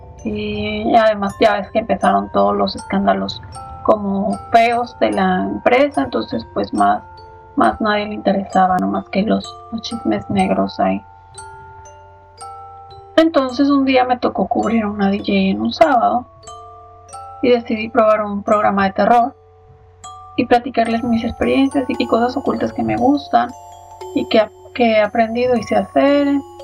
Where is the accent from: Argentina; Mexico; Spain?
Mexico; Tijuana, Baja California; soy originaria de Tijuana.